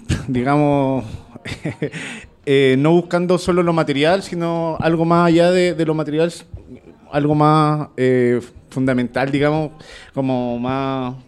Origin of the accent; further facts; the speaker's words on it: Chile; soy chileno, 37 años, casado, felizmente.